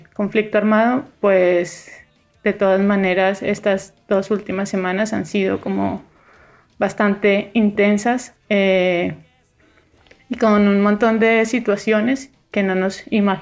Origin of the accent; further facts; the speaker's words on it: Colombia; now in Granada, Spain; he estado muy conectada no solamente con mi ciudad de origen, sino también con diferentes ciudades de las que provienen o venimos la mayoría de colombianos que migramos hacia España y hacia Granada.